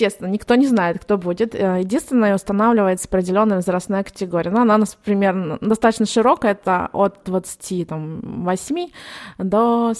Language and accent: Russian; Palekh, Ivanovo Oblast, Russia; Да, я из Палиха.